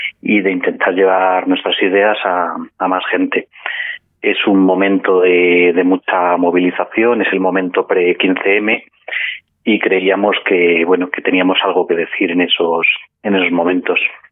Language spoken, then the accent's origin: Spanish; Madrid, Community of Madrid, Spain; somos todos de Madrid, el periódico se edita en Madrid.